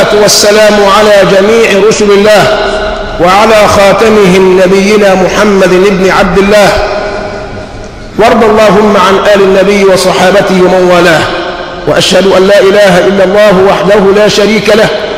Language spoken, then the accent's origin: Arabic; Egypt; نحن كمصريين حصرنا المصائب في الموت فقط